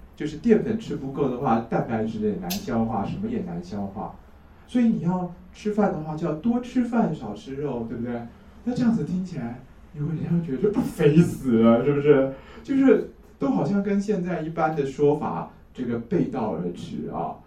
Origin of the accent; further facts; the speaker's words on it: China; 我们中国人说啊，中医说是肥人多痰